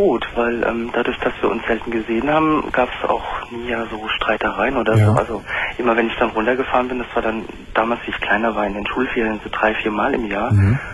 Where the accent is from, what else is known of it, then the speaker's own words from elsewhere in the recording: Germany; born there; Ich bin Deutscher, ich bin hier geboren.